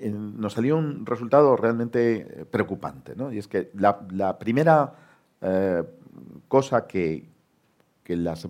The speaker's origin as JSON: {"language": "Spanish", "country": "Spain", "said": "pues un porcentaje altísimo, pues somos españoles que estamos en la sede corporativa de nuestra corporación"}